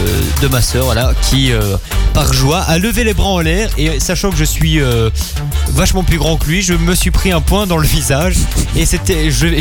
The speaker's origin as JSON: {"language": "French", "country": "Belgium", "said": "je suis belge."}